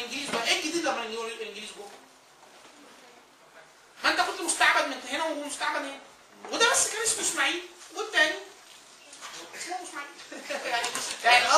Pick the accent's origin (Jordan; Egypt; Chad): Egypt; Upper Egypt; يعني والدتي انا من الصعيد ومركز من مراكز الصعيد